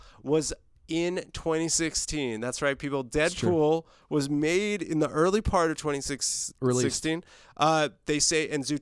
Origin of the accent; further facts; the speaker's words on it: East Coast, United States; No, I'm not. I'm from the East Coast.